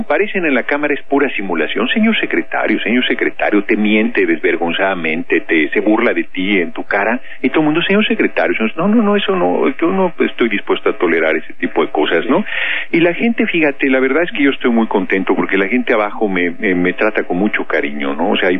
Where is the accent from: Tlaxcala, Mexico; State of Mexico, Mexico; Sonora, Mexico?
State of Mexico, Mexico; Tlalnepantla; Tlalnepantla, en el Estado de México. Yo nací en el DF, pero muy chicos, nos fuimos a la zona conurbada